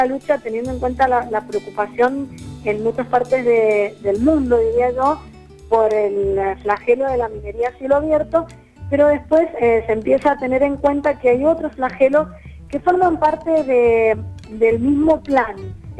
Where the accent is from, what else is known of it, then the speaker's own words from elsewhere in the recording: Mendoza, Argentina; como mendocinos hemos tenido que enfrentar desde que los primeros criollos llegaron a Mendoza, distintas situaciones complejas